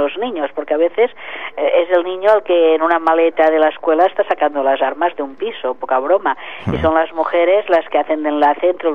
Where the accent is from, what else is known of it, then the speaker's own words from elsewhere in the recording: L'Hospitalet de Llobregat, Catalonia, Spain; también se ha hecho una ruta en Hospitalet, de donde soy yo